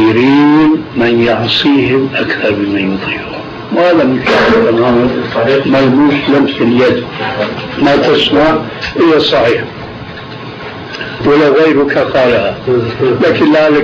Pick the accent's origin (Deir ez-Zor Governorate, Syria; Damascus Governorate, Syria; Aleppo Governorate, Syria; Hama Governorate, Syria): Aleppo Governorate, Syria; Aleppo; يعني عندنا في حلب في قبر